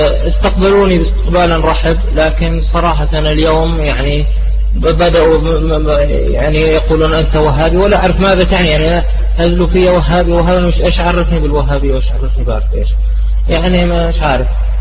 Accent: Jordan; أنا يعني اعتنقت الإسلام، أنا من الأردن، درست في جامعة اليرموك، اعتنقت الإسلام

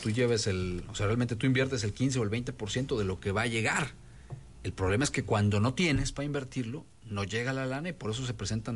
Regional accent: Mexico; lo que somos los mexicanos.

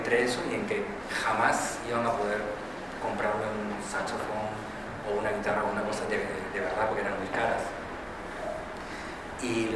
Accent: Peru; moved away; En el momento en el cual salimos como grupo de Perú para hacer una gira, y a partir de eso yo me quedo, pues todos nos quedamos en Europa

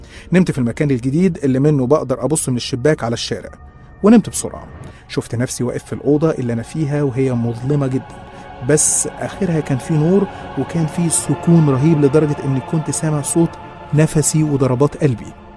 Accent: Qena Governorate, Egypt; احنا أصلا من الصعيد من محافظة قنا، والمواقف اللي هحكيها دي حصلت كلها هناك

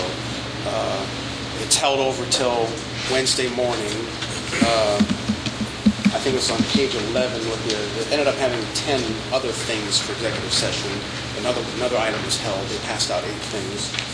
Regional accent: Tacoma, Washington, United States; from Tacoma, member.

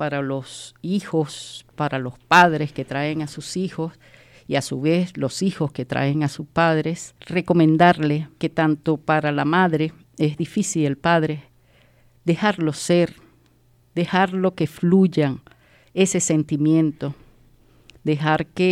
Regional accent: Venezuela; moved away; Yo vengo de Venezuela.

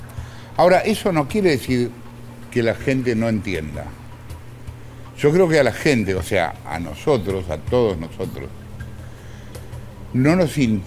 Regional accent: Argentina; yo como todo argentino que se precie de tal, estudié Derecho y afortunadamente lo abandoné.

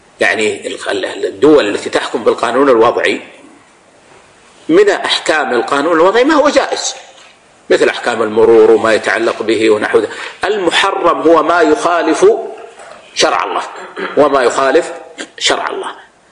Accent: Saudi Arabia; ووضعت الدولة صندوق لإبراء الذمة مثل ما عندنا في السعودية

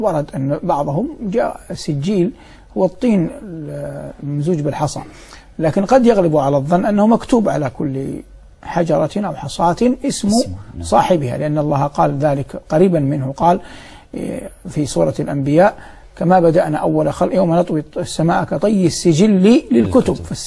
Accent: Saudi Arabia; في بلد الثاني الدوحة مع اعتزازي العظيم وإجلال الكبير لبلدي الأم ووطني الغالي المملكة العربية السعودية

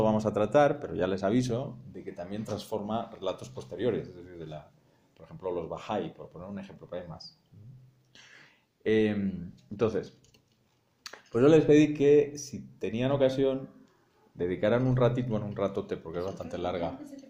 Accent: Spain; Como suena en español y como yo soy español

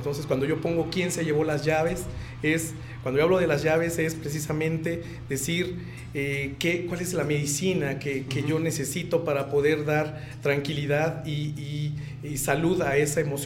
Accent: Mexico; a mí como mexicano me decía, bueno, yo mismo decía, carambas, entonces si estas personas nunca han venido o nunca han estado en México

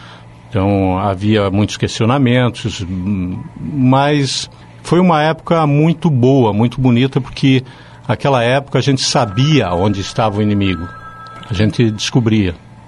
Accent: Curitiba, Paraná, Brazil; also born or lived in Foz do Iguaçu; Eu sou de Foz do Iguaçu, me criei em Curitiba, tá? Fui para lá ainda muito pequeno.

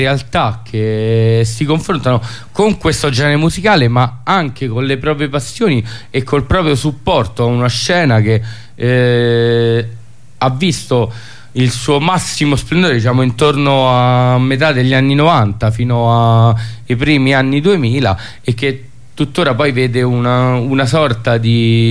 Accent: Rome, Lazio, Italy; Noi ci dicono che siamo provinciali perché siamo di Roma

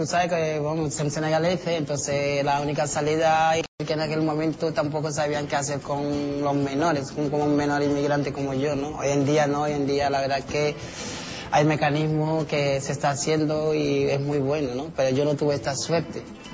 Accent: Jerez de la Frontera, Andalusia, Spain; Aunque mi Jerez es lo más grande también, ¿no? Jerez, tú sabes, la bahía nuestra es única, ¿no? Somos la sal de España. Y Andalucía más, ¿no?

